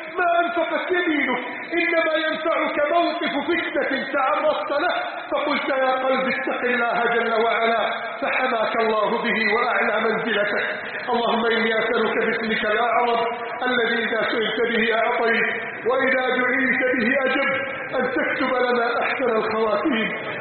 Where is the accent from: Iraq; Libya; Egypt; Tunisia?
Egypt; اللهم احفظ بلدنا مصر من كيد عند الكائدين وحقد الحاقدين وتربص الظالمين